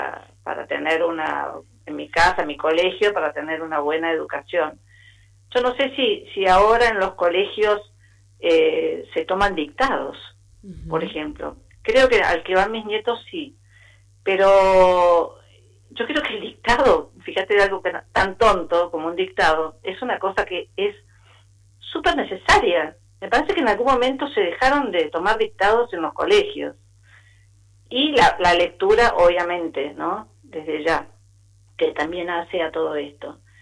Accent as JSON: {"language": "Spanish", "region": "Buenos Aires", "country": "Argentina", "tie": "born or raised there", "said": "en el colegio al que asistí, en Buenos Aires, porque yo soy de Buenos Aires."}